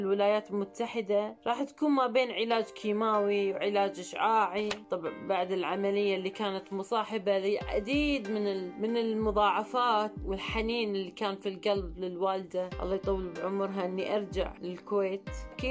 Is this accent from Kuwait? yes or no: yes; Kuwait; سافرت للعلاج خارج الدولة، أنا من الكويت.